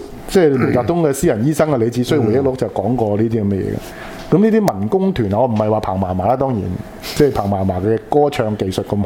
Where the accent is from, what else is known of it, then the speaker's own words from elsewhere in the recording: Guangdong, China; 即係跳我哋廣東人叫跳老舞啦